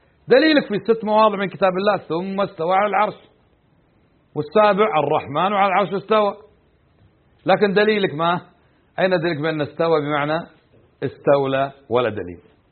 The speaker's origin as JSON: {"language": "Arabic", "country": "Kuwait", "said": "عندنا في الكويت ليس للنفي"}